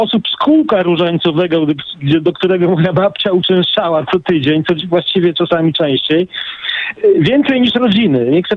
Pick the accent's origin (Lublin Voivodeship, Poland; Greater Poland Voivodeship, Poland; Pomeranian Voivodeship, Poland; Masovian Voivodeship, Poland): Pomeranian Voivodeship, Poland; Gdańsk; bo ja jestem z Gdańska, w Brzeźnie